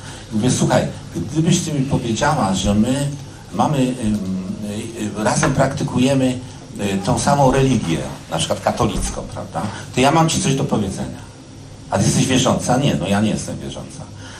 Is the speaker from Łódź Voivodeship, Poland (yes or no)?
yes; Łódź, Łódź Voivodeship, Poland; tak mnie wychowali, ja pochodzę z takiej rodziny. Coraz bardziej widzę, że to moje Mielczarskiego w Łodzi, to jest taka dzielnica blisko Bałt, jak Praga tutaj, ale ona była strasznie moralna.